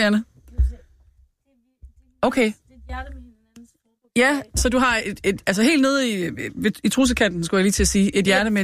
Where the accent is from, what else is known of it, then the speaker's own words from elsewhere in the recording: Randers, Central Denmark Region, Denmark; jeg kommer fra Randers